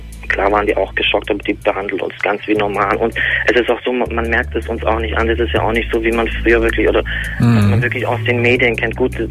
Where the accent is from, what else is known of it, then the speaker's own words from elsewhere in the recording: Turkey; Ja gut, ich bin Türke.